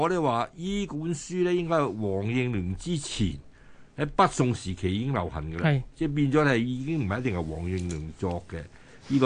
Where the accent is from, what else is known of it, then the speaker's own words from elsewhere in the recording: Shunde, Guangdong, China; 我係順德人，我梗係自己夾界結欄啊嘛